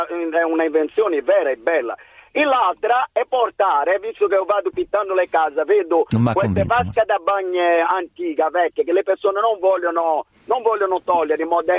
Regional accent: Brazil; Italian is a second language; perché io sono brasiliano

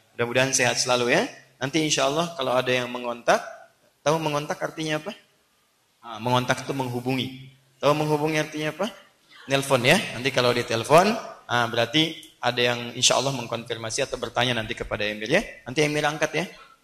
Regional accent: Banten, Indonesia; Saya juga sama, saya dari Banten ya, boy. Sudah lama tinggal di sini.

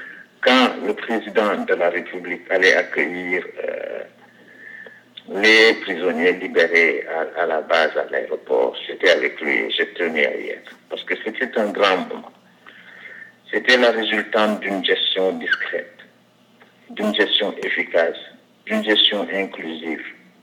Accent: Ziguinchor, Senegal; born there; Je suis né à Ziguinchor, ma grand-mère est de Cabrousse, sa mère est de Cabrousse, donc ses grands-parents sont des Guémarins.

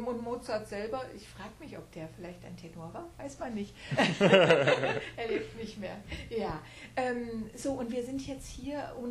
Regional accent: Berlin, Germany; Das ist also ein freies Berlin, nicht vor der Mauer, denn ich bin ein Kind der Mauer, ich bin älter.

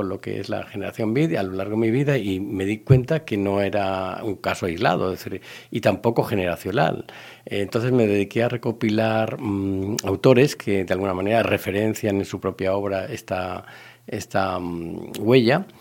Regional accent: Valencia, Valencian Community, Spain; los años en los que yo vivía en Valencia. Yo soy valenciano, vivía hasta allí, hasta el año 91.

